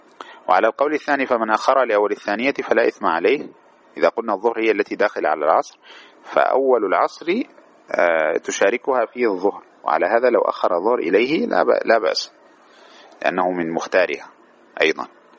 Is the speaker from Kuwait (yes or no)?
no; Algeria; عندنا في الجنوب الجزائري لا يتحقق دخول الوقت إلا بعد الساعة 12:30 بتوقيت غرينتش